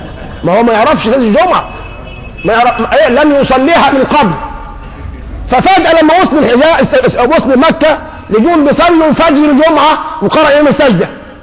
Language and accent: Arabic; Egypt; عندنا في مصر من العشوائيه بنوا حته مدرس